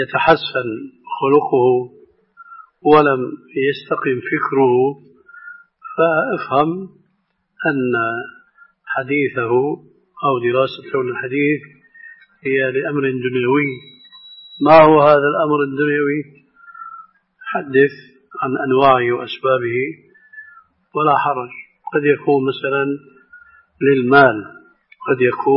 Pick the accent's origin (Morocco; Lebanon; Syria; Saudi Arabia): Syria; كما يقولون عندنا في الشام